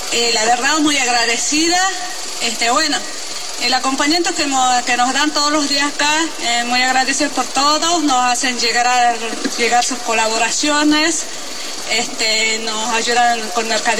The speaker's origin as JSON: {"language": "Spanish", "town": "Escobar", "region": "Jujuy", "country": "Argentina", "said": "Yo vengo del departamento de Yavi, de diferentes comunidades. Yo realmente soy de la comunidad de Escobar, que estamos limitando junto con la provincia de Salta."}